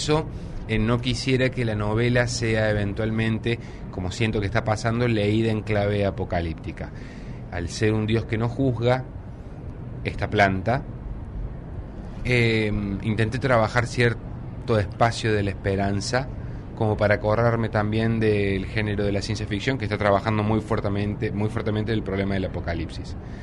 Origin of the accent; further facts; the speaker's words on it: Córdoba, Argentina; yo vengo de Córdoba, yo estudié letras.